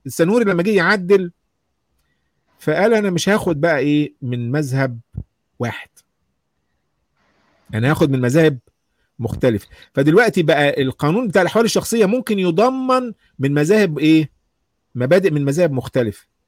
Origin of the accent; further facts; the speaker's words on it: Egypt; عندنا في مصر